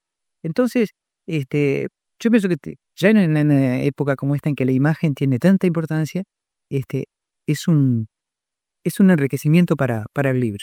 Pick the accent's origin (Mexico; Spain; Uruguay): Uruguay; Durazno; Acá en Durazno, que es mi pueblo